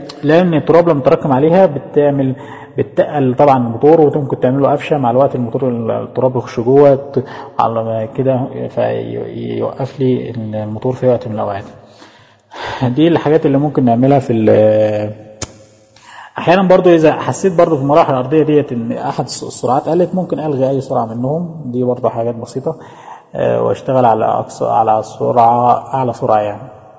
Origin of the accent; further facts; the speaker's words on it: Egypt; now in Saudi Arabia; الكهرباء عموما اللي عندنا في مصر 220 فولت